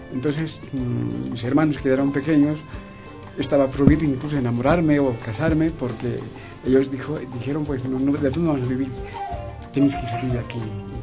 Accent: Bolivia; Bueno, yo soy de Bolivia.

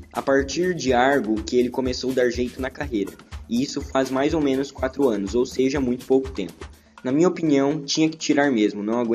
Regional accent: Guarulhos, São Paulo, Brazil; born there; porque eu nasci em São Paulo, eu nunca falei isso pra você, né?

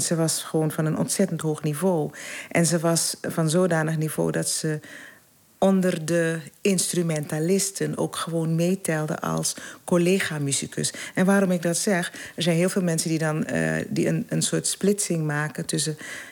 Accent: Paramaribo, Suriname; born there; Ik ben geboren in Paramaribo en daar was ze even populair als hier.

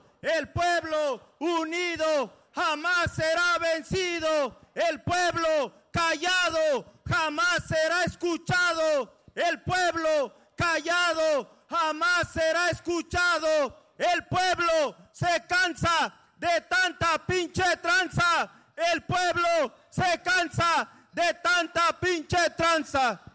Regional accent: Aguacaliente, Guerrero, Mexico; hace 12 años nos tocó allá en Guerrero, en mi pueblo, en mi comunidad, en Aguacaliente, en los bienes comunales de Cacuatepec

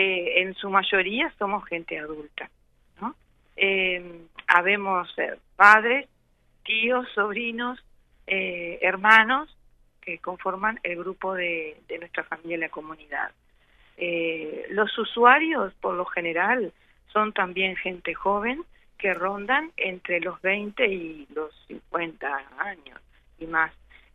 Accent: Uruguay; poder sentirnos como uruguayos

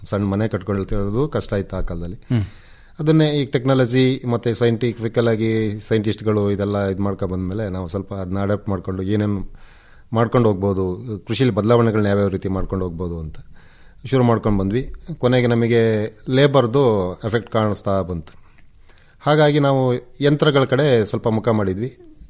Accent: Halligadde, Karnataka, India; ನಾವು ಮೂಲತಃ ಕೃಷಿ ಕುಟುಂಬದಿಂದ ಬಂದವರು. ನನ್ನ ಊರು ಹಳ್ಳಿಗದ್ದೆ ಅಂತ, ಐಗೂರು ಗ್ರಾಮ, ಸಕಲೇಶಪುರ ತಾಲೂಕಲ್ಲಿದೆ. ಸಕಲೇಶಪುರದಿಂದ ಒಂದು 30 ಕಿಲೋಮೀಟರ್ ದೂರ, ಅಂದರೆ ಹತ್ರ ಕೊಡಗಿಗೂ ನಮ್ಮ ಹಾಸನ ಜಿಲ್ಲೆಗೂ ಬಾರ್ಡ್ರು, ಒಂದು 10 ಕಿಲೋಮೀಟರ್ ಬಾರ್ಡ್ರಲ್ಲಿ ನಮ್ಮ ಗ್ರಾಮ ಬರುತ್ತೆ.

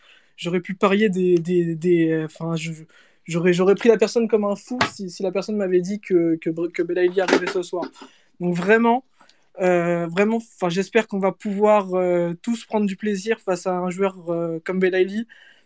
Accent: Algeria; ceux de l'Algérie, donc mon pays d'origine.

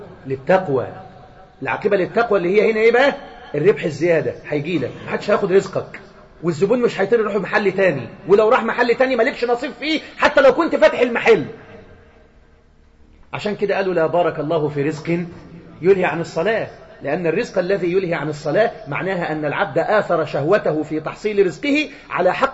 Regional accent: Egypt; زي مثلا عندنا في مصر حاجة اسمها

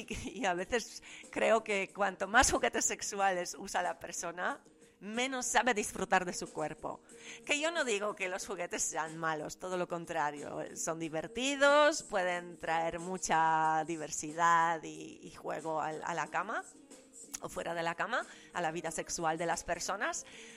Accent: Poland; Yo vengo de Polonia socialista, ¿sabéis?

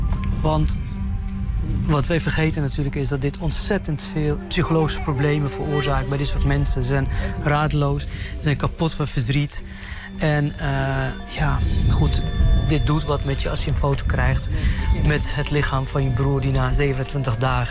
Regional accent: Lebanon; Dutch is a second language; now in Netherlands; maar ook voor Libanon bijvoorbeeld, waar ik vandaan kom.

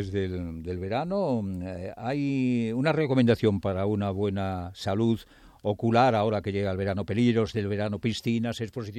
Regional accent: Castile and León, Spain; Ayer estábamos en mi tierra, en el Bierzo

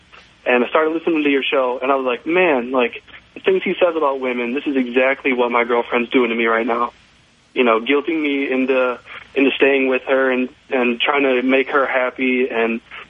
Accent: Madison, Wisconsin, United States; I'm 20 years old, and I'm from Madison, Wisconsin. I go to the university there.

